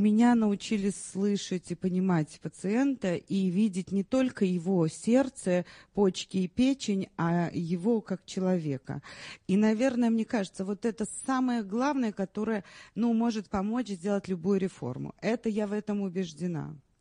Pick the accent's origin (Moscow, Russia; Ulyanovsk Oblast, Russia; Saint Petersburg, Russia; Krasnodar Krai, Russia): Saint Petersburg, Russia; born there; Russian is a second language; я ленинградка, я родилась в городе-герое Ленинграде, и это для меня большая честь